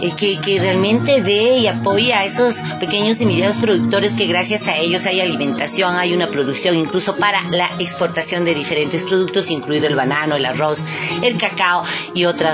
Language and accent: Spanish; Quito, Pichincha, Ecuador; quienes somos quiteños y quienes habitan en esta carita de Dios, en este Quito Luz de América.